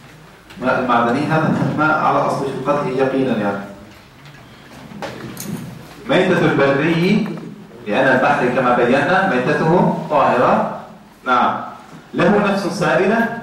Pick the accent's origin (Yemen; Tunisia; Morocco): Tunisia; إذا ذبحنا عندنا في تونس إذا ذبحنا نعلق الكبش في الغالب